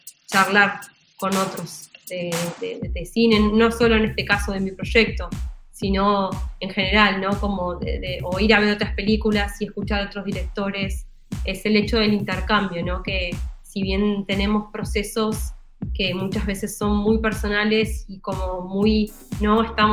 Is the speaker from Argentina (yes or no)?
yes; Berazategui, Buenos Aires Province, Argentina; Yo soy de Berazategui